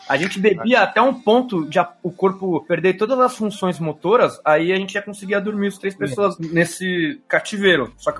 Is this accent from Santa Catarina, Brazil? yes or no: no; São Paulo, Brazil; Eu cresci no Ipiranga, que é perto da Anchieta, né?